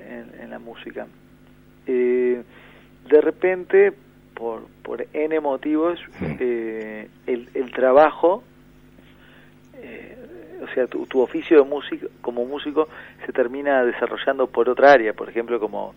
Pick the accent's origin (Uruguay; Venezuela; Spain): Uruguay; Montevideo; Y curiosamente, yo soy montevideano.